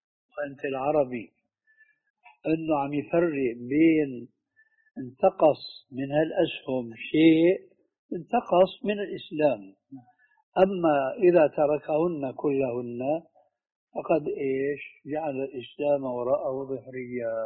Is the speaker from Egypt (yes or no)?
no; Syria; وعندنا في الشام